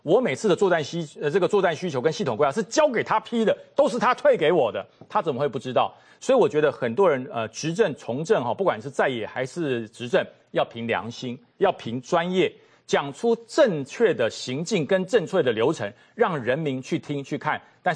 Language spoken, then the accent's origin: Chinese; Taipei, Taiwan; born there; also born or lived in United States; 我是在台湾出生，我在台北出生，我在台湾当过兵，我在台湾服役过，什么意思？我从美国来的，